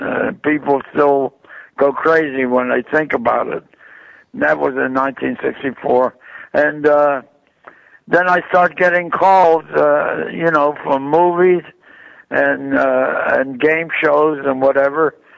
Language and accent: English; Pittsburgh, Pennsylvania, United States; when I got out of service, I started playing around my hometown of Pittsburgh and became like the local comic.